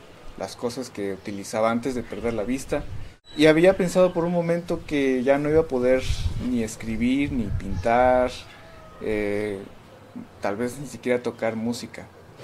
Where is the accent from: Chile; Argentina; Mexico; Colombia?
Mexico; San Cristóbal de las Casas, Chiapas; pues tengo 32 años y soy de San Cristóbal de las Casas.